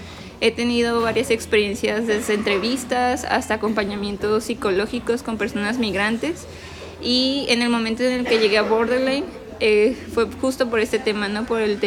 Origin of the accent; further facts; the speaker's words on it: Tijuana, Baja California, Mexico; born there; yo nací aquí en Tijuana, soy residente de Tijuana, ¿no? Mi familia sí es una familia que tiene una situación migratoria, ¿no? Mi mamá es del estado de Zacatecas, mi papá sí nació en Tijuana